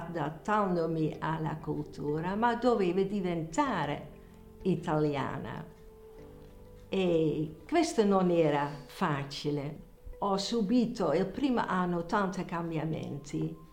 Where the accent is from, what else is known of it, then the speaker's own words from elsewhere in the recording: Netherlands; Italian is a second language; now in Italy; Sono 50 anni che sto in Italia e sono olandese.